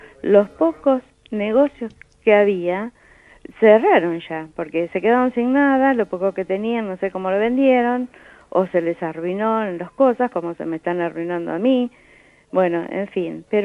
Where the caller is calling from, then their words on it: Villa Alcorta, Santa Fe, Argentina; No, mira, no soy de Villa Salas, soy de Villa Alcorta.